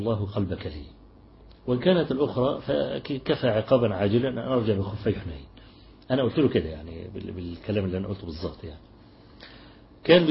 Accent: Egypt; عندنا في مصر بعت لي رسالة كده

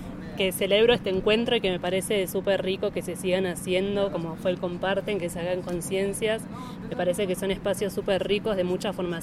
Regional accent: Argentina; Nosotras somos de Argentina

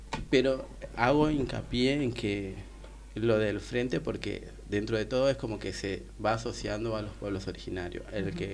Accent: Tartagal, Salta, Argentina; moved away as an adult; now in Buenos Aires, Argentina; vengo de la ciudad de Tartagal, pertenezco a un pueblo originario de la ciudad de Tartagal, ¿viste? Uh-huh. Pertenezco a la etnia Tupi Guaraní, que es, pertenece en Salta.

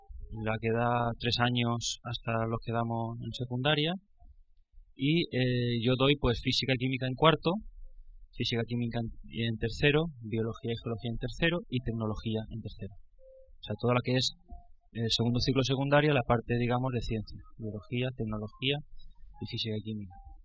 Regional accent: Alicante, Valencian Community, Spain; Ella es de Granada, yo soy de Alicante.

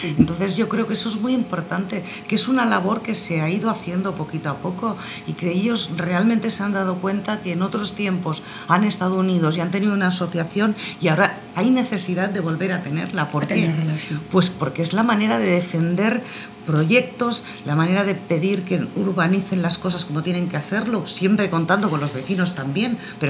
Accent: Barcelona, Catalonia, Spain; yo soy de Nou Barris y que Nou Barris está en Barcelona

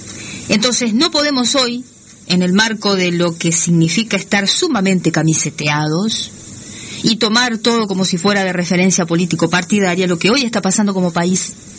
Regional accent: Uruguay; porque nosotros, como buenos uruguayos, somos ombliguistas

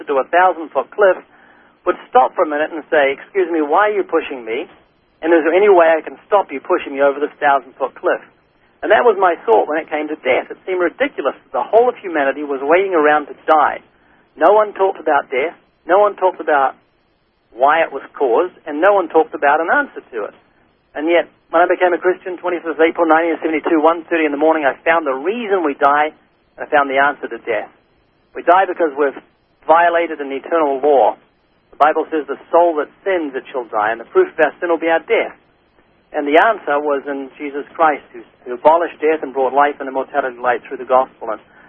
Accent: New Zealand; born there; I was born in New Zealand twice.

